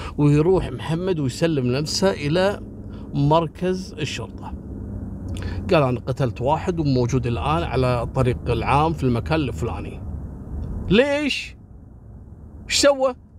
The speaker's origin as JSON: {"language": "Arabic", "country": "Kuwait", "said": "حصلت عندنا في الكويت عام 73 في شاب اسمه محمد."}